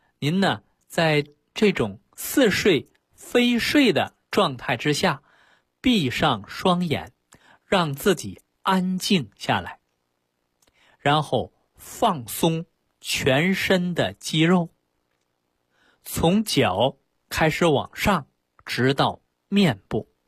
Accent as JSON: {"language": "Chinese", "country": "China", "said": "这个呀，是外国人的一个研究，我们中国人要说这个事儿，那说的非常玄妙了啊！"}